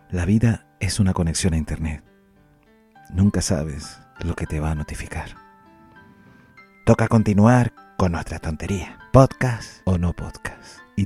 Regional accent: Canary Islands, Spain; sobre todo para los que somos canarios, como en mi caso, por la S

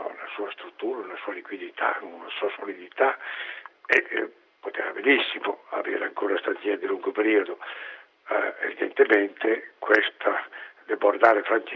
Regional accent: Reggio Emilia, Emilia-Romagna, Italy; Mi ricordo qualche anno fa, io sono di Reggio Emilia, la banca locale ebbe un'offerta da un'altra banca

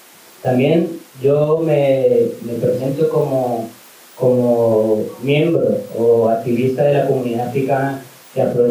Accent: Colombia; born there; Yo nací en Colombia y tengo muchos hermanos

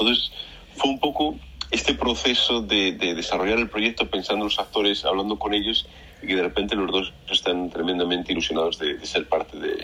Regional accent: Madrid, Community of Madrid, Spain; also born or lived in Barcelona; Pues mira, yo soy de Madrid, pero viví en Barcelona un par de años

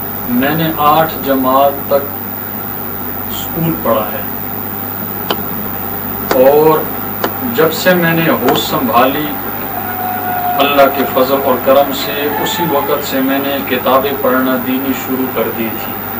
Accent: Kohat, Khyber Pakhtunkhwa, Pakistan; also born or lived in Karachi / Punjab; اس گنبٹ قصبے کا میں رہنے والا ہوں. میری پیدائش اسی کوہاٹ کے علاقے میں سینی گنبٹ کے قصبے میں ہوئی ہے اور میں نے تعلیم پھر اپنے کوہاٹ میں بھی حاصل کی.

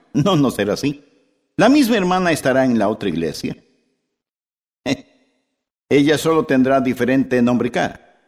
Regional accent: West Palm Beach, Florida, United States; yo soy de la Florida. Yo nací en la Florida. Crecí en la Florida y quería, cuando muriera, morir en la Florida.

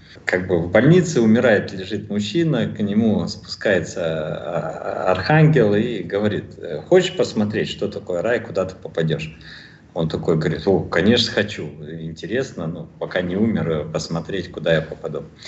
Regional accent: Almaty, Kazakhstan; moved away; also born or lived in Kaliningrad, Russia; Я в то время, кстати, жил в Казахстане. Вернее, я родился и вырос в Казахстане, в Алма-Ате. А потом 2,5 года жил в Калининграде

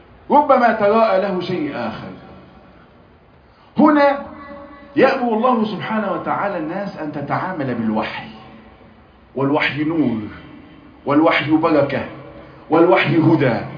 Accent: Egypt; عندنا في مصر الصداق ده بيبقى شبكة، وساعات عفشة أو قايمة

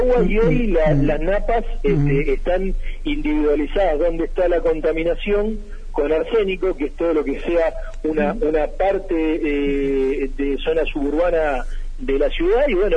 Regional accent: Arrecifes, Buenos Aires Province, Argentina; Volví a mi ciudad, a Arrecifes, a mi ciudad natal, a trabajar como escribano.

